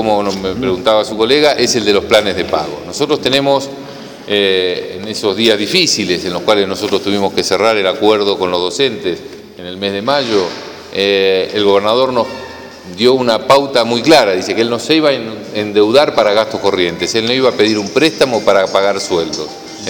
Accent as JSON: {"language": "Spanish", "town": "Bahía Blanca", "region": "Buenos Aires Province", "country": "Argentina", "said": "Primero yo soy de Bahía y soy de las rutas, digamos."}